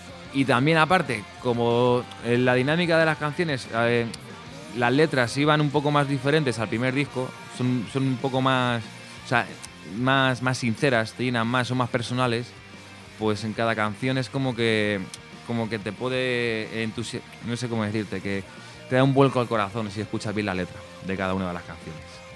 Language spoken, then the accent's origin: Spanish; Móstoles, Community of Madrid, Spain; porque nosotros somos de la zona sur, somos de Móstoles, de Alcorcón y así